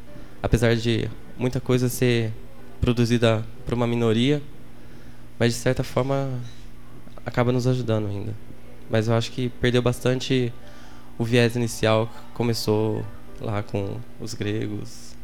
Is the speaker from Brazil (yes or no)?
yes; Pouso Alegre, Minas Gerais, Brazil; moved away as an adult; also born or lived in Imbuyuna; now in São Carlos, Brazil; Eu nasci em Imbuyuna, Minas Gerais, terra da batata. Mas logo depois me mudei para Pouso Alegre, que é uma cidade um pouco maior, que é vizinha de lá. E fiquei lá até os 21 anos. Daí depois já vim direto para São Carlos.